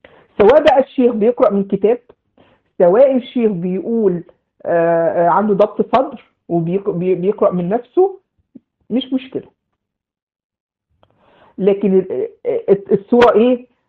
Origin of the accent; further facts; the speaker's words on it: Egypt; فمجها يعني زي ما بنقول عندنا في مصر بخها في وشه